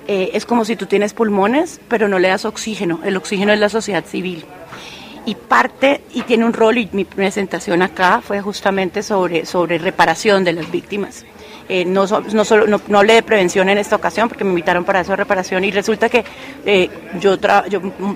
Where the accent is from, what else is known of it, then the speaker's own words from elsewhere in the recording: Colombia; soy colombiana, abogada, politóloga